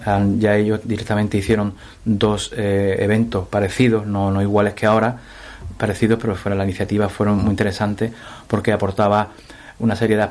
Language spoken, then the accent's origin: Spanish; Ubrique, Andalusia, Spain; Disfruto, bueno, y si en mi pueblo, pues mucho más, ¿no? Porque también hay mucha gente que me conoce, sabe que he estado pues muchísimos años fuera, especialmente en el extranjero